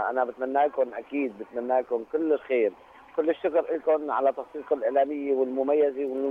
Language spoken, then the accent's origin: Arabic; Homs, Homs Governorate, Syria; ونحن من حمص ضيوفكم اليوم.